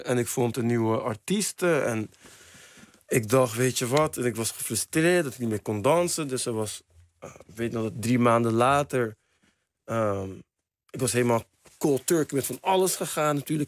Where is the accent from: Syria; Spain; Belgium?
Spain; Dutch is a second language; Oké, ik kom uit Spanje, ik ben wereldkampioen.